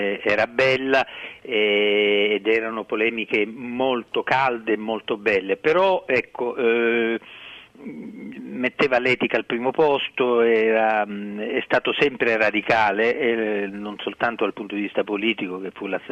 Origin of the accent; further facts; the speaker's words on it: Sicily, Italy; born there; sono siciliano perché sono nato in Sicilia